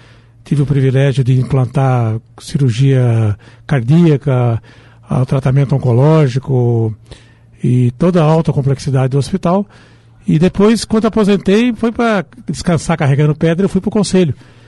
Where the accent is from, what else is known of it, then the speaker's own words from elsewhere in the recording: Paraná, Brazil; also born or lived in Rio de Janeiro / São Paulo / Corumbá; now in Foz do Iguaçu, Brazil; Eu sou um carioca de Araque, né? Porque eu nasci no Rio, mas fui criado no Paraná, estado de São Paulo, Mato Grosso do Sul, né, em Corumbá.